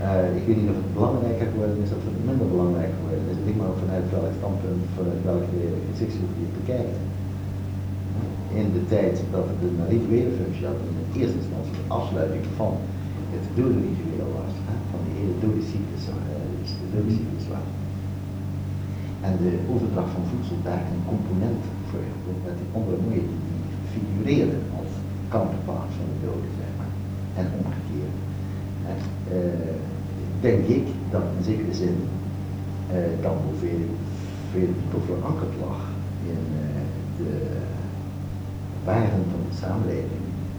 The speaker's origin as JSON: {"language": "Dutch", "town": "Amsterdam", "region": "North Holland", "country": "Netherlands", "said": "ik als Amsterdammer, als functionalist naar Nieuw-Guinea vertrok en dat ik als structuralist terugkwam."}